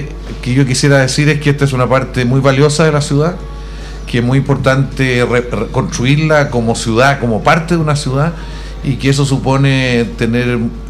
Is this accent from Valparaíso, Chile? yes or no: no; La Florida, Santiago Metropolitan Region, Chile; born there; Yo soy conocido porque soy nacido en La Florida.